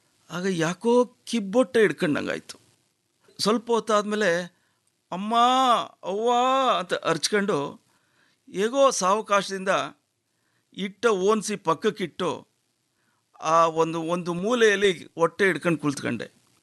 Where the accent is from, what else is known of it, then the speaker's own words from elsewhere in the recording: Boppasamudra, Karnataka, India; ಮಂಡ್ಯ ಜಿಲ್ಲೆ ಮದ್ದೂರು ತಾಲೂಕು ಬೊಪ್ಪ ಸಮುದ್ರ ನನ್ನ ಹಳ್ಳಿ. ನಮ್ಮದು ಒಂದು ಕೂಡೊಟ್ಟಿನ ಕುಟುಂಬ.